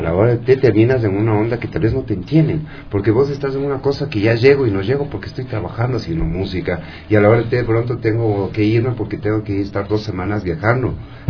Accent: Ecuador; como ecuatorianos nunca vamos a perder las raíces

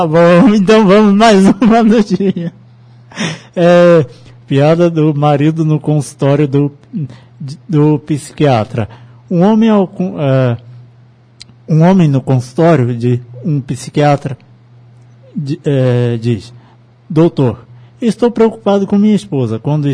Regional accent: Cachoeira de Macacu, Rio de Janeiro, Brazil; Calor em Cachoeira de Macacu, minha terrinha.

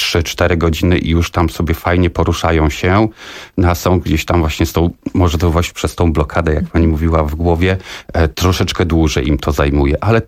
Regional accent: Warsaw, Masovian Voivodeship, Poland; No, od małego tak naprawdę. Zaczynałem tutaj u nas na Torwarze, tak, Stegny, więc to od małego, odkąd pamiętam tak naprawdę.

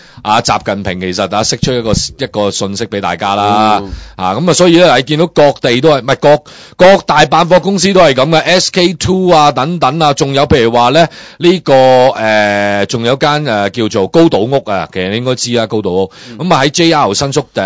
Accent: Hong Kong; 我哋以前我哋去日本或者我哋香港人

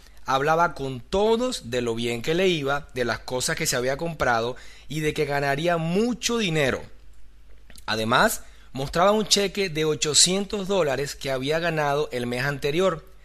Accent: Venezuela; soy venezolano, tengo 36 años

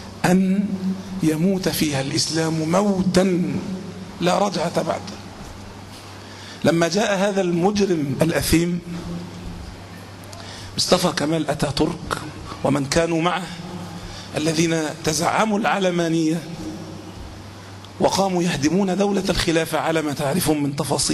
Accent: Egypt; مع أن عادة أغلب الناس حتى عندنا في مصر ما بيلبس طائية

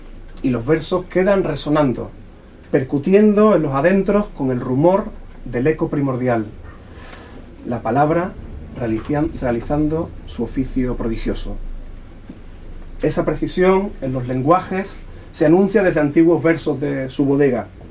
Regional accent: La Puebla, Andalusia, Spain; y yo soy de La Puebla, que está muy cerquita.

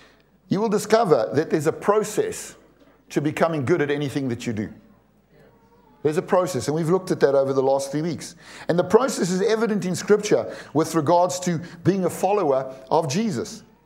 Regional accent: South Africa; To South Africans, when I say "I'm coming just now," it means when I'm finished doing what I'm doing now, at some point in the near future, you'll see me.

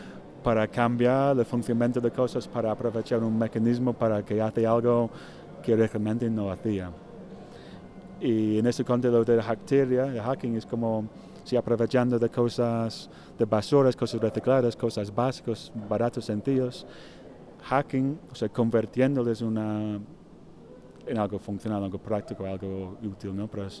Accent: England, United Kingdom; Spanish is a second language; now in Spain; soy artista inglés, pero llevo 8 años en España.

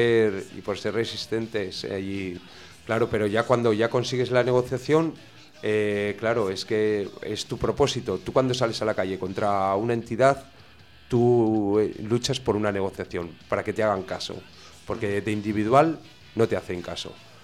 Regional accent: Tauste, Aragon, Spain; No, yo soy de Tauste, perdona.

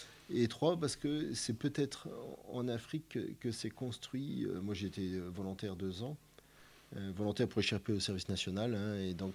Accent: Metz, Grand Est, France; Moi, j'ai grandi à Metz, mais originaire un peu du nord-est, quoi. Des origines agricoles installées en Marne, dans la Marne.

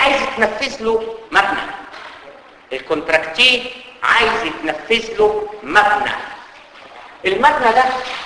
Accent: Egypt; والكلام اللي بتحكي عندنا في مصر معروف طبعا

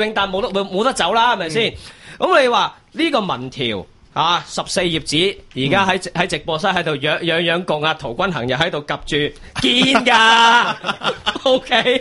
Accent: China; 我哋系中国人。

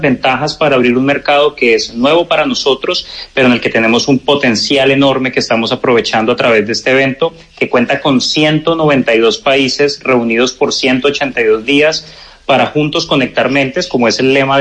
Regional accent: Colombia; conexión con lo que somos como colombianos.

